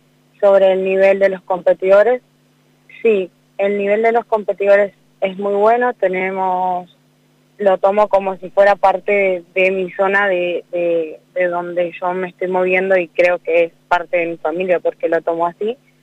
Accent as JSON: {"language": "Spanish", "town": "Cutral Có", "region": "Neuquén", "country": "Argentina", "lives_now": "Cipolletti, Argentina", "said": "a formar palabras mientras iba leyendo los carteles de mi ciudad, que soy de Cutralcó. Estoy actualmente en Cipolletti y Río Negro, pero represento el sur y el valle"}